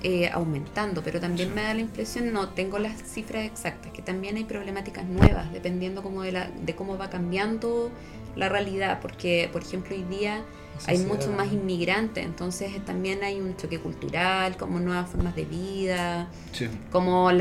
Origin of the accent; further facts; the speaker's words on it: Concepción, Biobío, Chile; No, soy de Concepción.